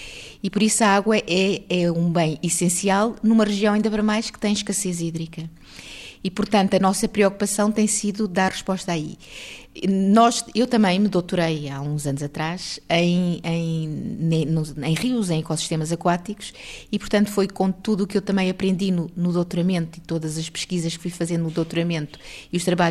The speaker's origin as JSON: {"language": "Portuguese", "region": "Alentejo", "country": "Portugal", "said": "aqui no Alentejo. Eu sou alentejana, portanto, eu desde pequena que me lembro de as populações serem muitas vezes abastecidas por tanques de água."}